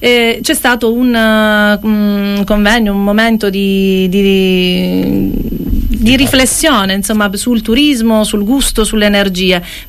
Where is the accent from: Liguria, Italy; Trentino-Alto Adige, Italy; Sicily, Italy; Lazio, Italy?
Sicily, Italy; now in Cefalù, Italy; a Cefalù da 13, altri 7 insomma li ho fatti sulle Madonie, perché io vengo da Polizia, anche se ora mi sento cefaludese a tutti gli effetti.